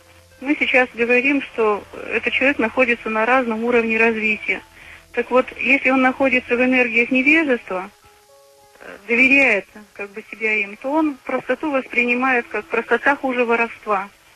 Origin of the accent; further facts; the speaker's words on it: Nizhny Novgorod, Nizhny Novgorod Oblast, Russia; Я из Нижнего Новгорода.